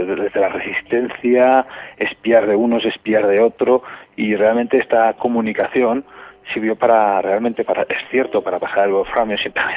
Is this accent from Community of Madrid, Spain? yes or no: no; Canfranc, Aragon, Spain; aunque yo soy de Canfrán, me sabe mucho más que yo de esto